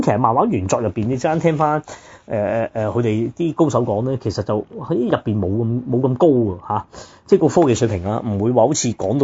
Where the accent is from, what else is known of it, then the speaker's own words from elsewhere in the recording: Hong Kong; 你問我香港人作為第三者睇